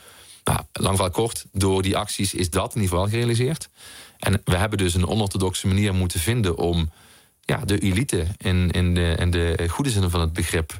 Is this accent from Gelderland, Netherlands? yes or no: no; Heerlen, Limburg, Netherlands; Dat is de wijk waar ik ben opgegroeid in Heerlen.